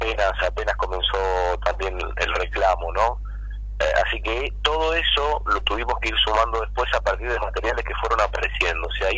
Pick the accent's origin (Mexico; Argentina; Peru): Argentina; Merlo, Buenos Aires Province; yo soy de Merlo, vivo muy cerca de ahí de Moreno, y tengo niños en edad escolar también